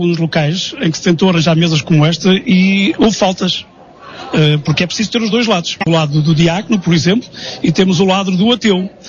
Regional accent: Portugal; Eu sou muito português

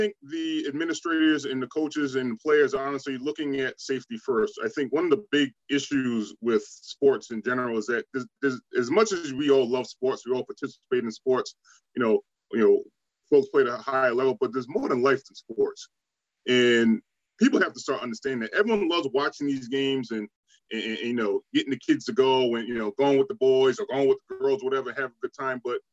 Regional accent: Rhode Island, United States; I know I'm from Rhode Island.

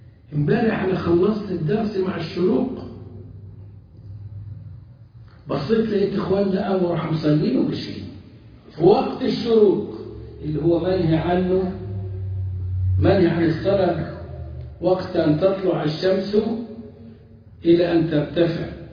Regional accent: Upper Egypt, Egypt; يعني عندنا في الصعيد تجار البهائم

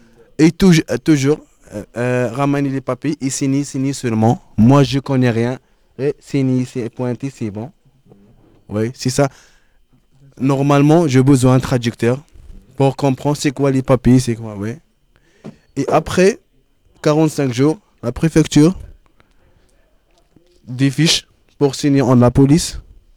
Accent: Algeria; French is a second language; now in France; parce que moi, je suis algérien.

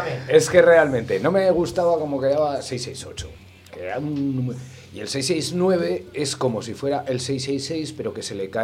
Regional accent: Mezalocha, Aragon, Spain; Una peña que hay en el pantano de mi pueblo, Mezalocha. Uh-huh. Y ese es como si fuera un retiro espiritual para mí desde la niñez.

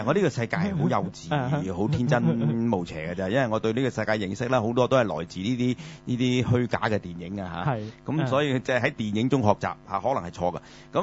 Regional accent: Guangdong, China; 咁我哋廣東人有一個説話

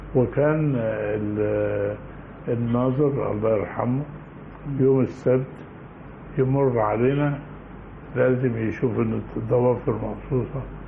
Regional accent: Mansoura, Dakahlia, Egypt; انا اتعلمت من اتولدت في المنصورة، ووالدي ووالدتي من الدقهلية، واتعلمت في المدرسة الابتدائي.

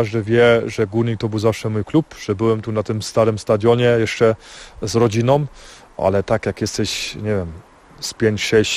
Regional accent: Sośnica, Silesian Voivodeship, Poland; ja jestem ze Sośnicy, to jest jak dom. Ja tam te ludzie znam, ulicy znam, restauracje znam, te knajpy tam znam.

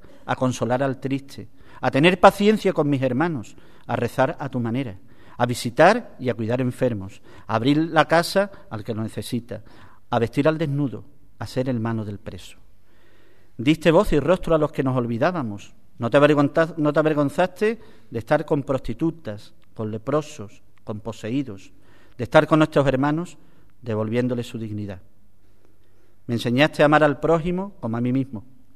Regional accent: Ubrique, Andalusia, Spain; Y yo quiero morir en Ubrique, que es mi pueblo.

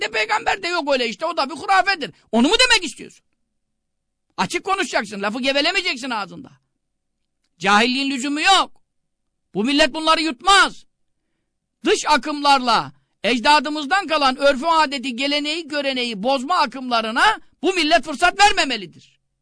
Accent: Görele, Giresun, Turkey; Ama bak ben Karadenizliyim. Göreleliyim.

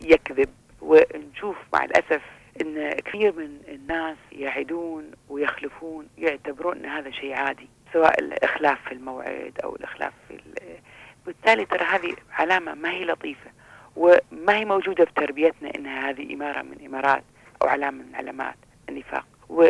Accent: Kuwait; حتى احنا عندنا في الكويت

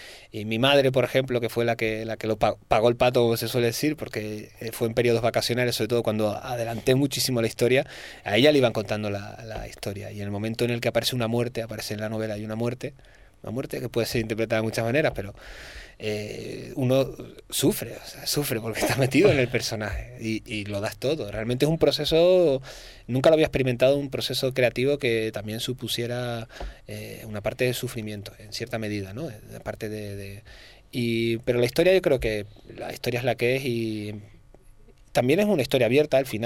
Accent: Canary Islands, Spain; yo como canario no digo mirad, miren, ¿no?

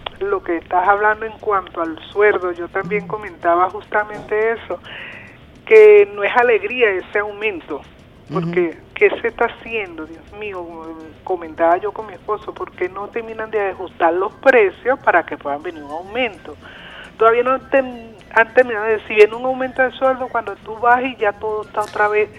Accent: Caracas, Capital District, Venezuela; Yo también soy de aquí, de Catia.

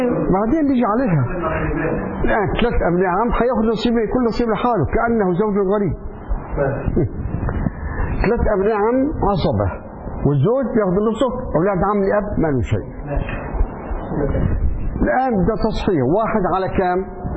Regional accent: Syria; هو لبناني وأنا سوري

